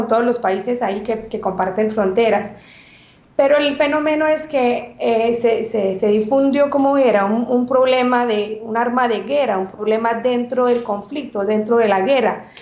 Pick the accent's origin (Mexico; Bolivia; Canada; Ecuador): Canada; Quebec; first language French; Spanish is a second language; Yo soy abogada canadiense pues de Quebec, más que todo francoparlante. Entonces me disculpa el español si a veces me puedo equivocar.